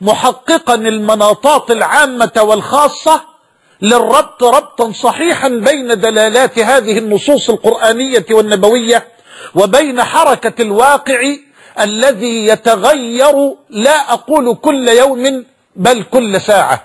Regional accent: Egypt; وأن بلدنا مصر تمر بمرحلة حرجة

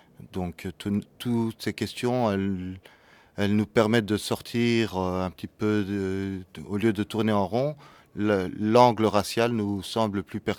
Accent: Brussels, Belgium; Me présenter, je suis bruxellois, fils d'immigrés, militant sur les questions sociales et internationales depuis une vingtaine d'années

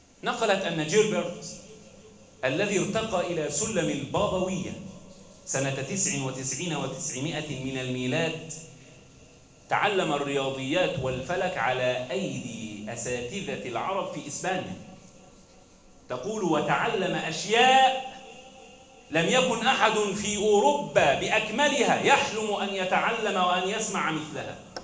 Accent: Egypt; اللهم احفظ بلدنا مصر وسلمها من كل سوء وشر

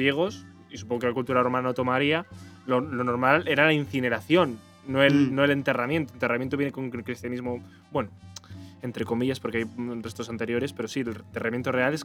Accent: Castile and León, Spain; nosotros que somos de aquí de Valladolid. Bueno, yo que soy de la Cisterna. Yo no soy de Valladolid, yo soy de la Cisterna.

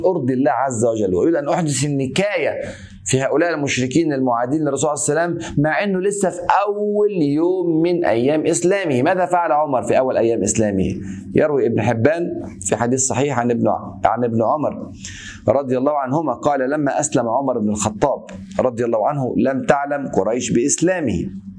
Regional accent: Egypt; زي بيقولوا عندنا في مصر

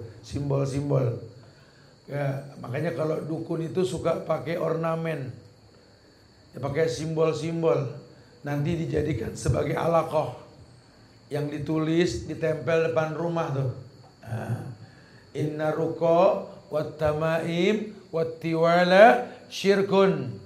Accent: Jakarta, Indonesia; Saya ini anak Betawi. Orang Betawi suka pakai roti buaya.

